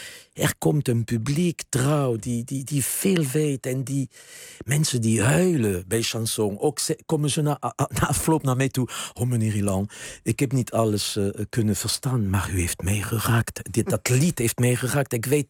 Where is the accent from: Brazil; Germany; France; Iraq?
France; Gascony; Dutch is a second language; Wat deed ik? Ik ging gewoon met 4 vrienden en een vriendin fietsen. En geloof je mij, het is in de Gascogne echt anders dan hier.